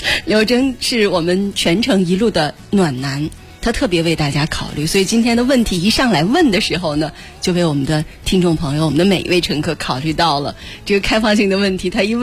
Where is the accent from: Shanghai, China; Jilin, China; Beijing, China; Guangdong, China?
Beijing, China; 我们北京人